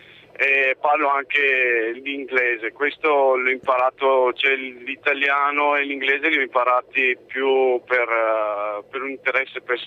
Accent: Romania; first language Hungarian; Italian is a second language; now in Italy; io ne parlo quattro lingue, sono madrelingua ungherese.

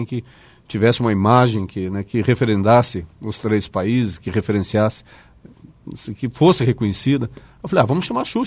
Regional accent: Foz do Iguaçu, Paraná, Brazil; dá orgulho dizer que somos de Foz do Iguaçu, somos da região trinacional.

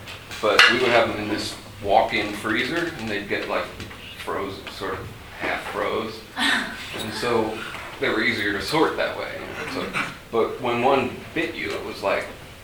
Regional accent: Baltimore, Maryland, United States; This is an East Coast thing. I'm from Baltimore, so we have crabs.

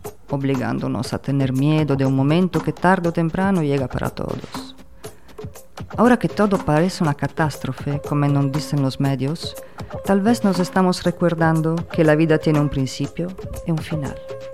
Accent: Italy; si supieran que también soy italiana, me quemarían en el fuego, porque quién sabe si transporto la nueva plaga además de mi pasaporte

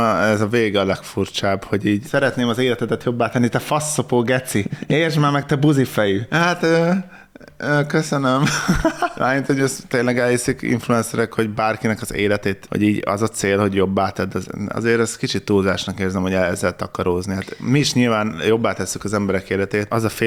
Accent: Hungary; Én vidéken nőttem föl, ez az, hogy valaki füvet nyír, vagy kaszál, az egyszerűen így az alapzaj része.

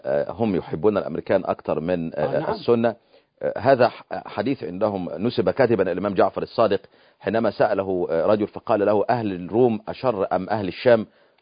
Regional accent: Egypt; انا مصري ويعني ومصر ربيت فيها

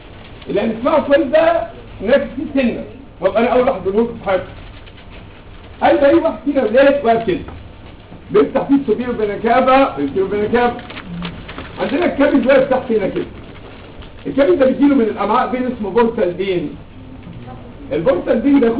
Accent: Egypt; مفيش طالب عندنا كمصري مش هنتحمص في الموضوع ده

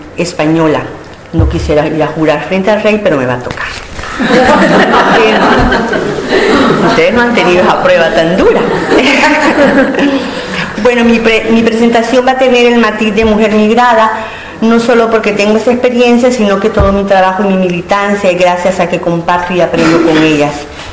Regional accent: El Salvador; now in Spain; mi país de origen es El Salvador. Tengo 11 años de vivir en Euskal Herria.

